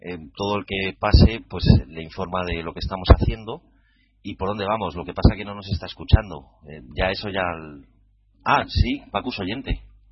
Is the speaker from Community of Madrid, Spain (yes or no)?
yes; Madrid, Community of Madrid, Spain; de Madrid, facilitador.